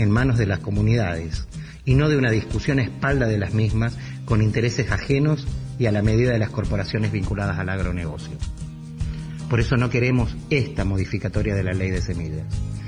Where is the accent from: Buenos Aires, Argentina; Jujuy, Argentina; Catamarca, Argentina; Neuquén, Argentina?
Catamarca, Argentina; de la provincia de Catamarca. Desde estos territorios estamos preocupados.